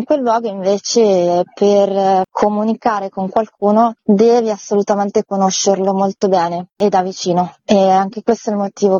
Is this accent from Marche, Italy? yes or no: yes; Marche, Italy; c'è stato un bando nella regione Marche, io sono marchigiana, per raccontare con un film delle eccellenze del territorio.